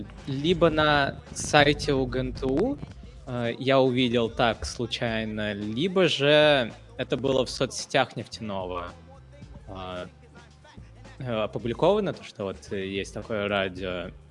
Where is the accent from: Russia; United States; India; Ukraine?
India; я вот, например, из Индии, да, и я спокойно могу общаться со студентами из Китая